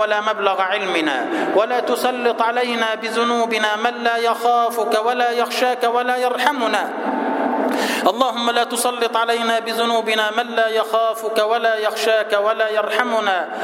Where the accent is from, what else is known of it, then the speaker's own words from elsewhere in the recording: Egypt; اللهم اجعل بلدنا مصر سلما سلاما، أمنا أمانا